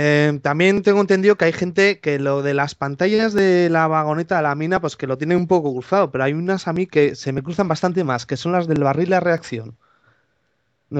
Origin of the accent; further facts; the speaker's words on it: Portugalete, Basque Country, Spain; yo soy del País Vasco, de Portugalete, que está cerca de Bilbao. Tengo 30 años, este año hago 31, vamos, del 80 más o menos.